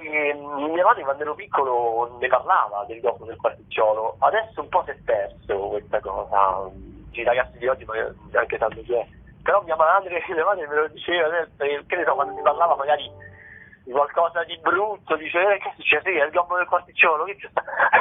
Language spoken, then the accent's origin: Italian; Rome, Lazio, Italy; l'ho messo in scena io che sono romano